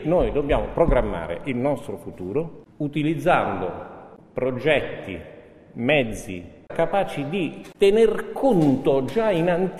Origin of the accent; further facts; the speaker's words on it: Venice, Veneto, Italy; born there; Sì, io sono nato a Venezia, no?